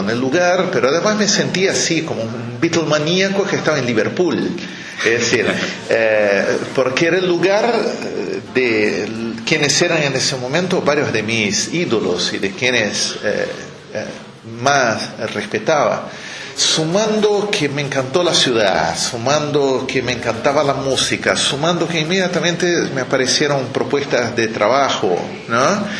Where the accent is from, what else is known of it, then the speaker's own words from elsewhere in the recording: Brazil; Spanish is a second language; Yo estudié música, originalmente yo soy brasileño